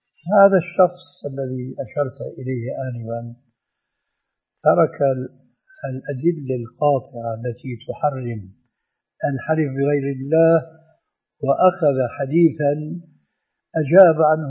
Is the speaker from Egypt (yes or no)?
no; Syria; أنا أعرف هذا في سوريا، ولعل أخواننا المصريين يعرفون مثل هذا أو أكثر. عندنا في سوريا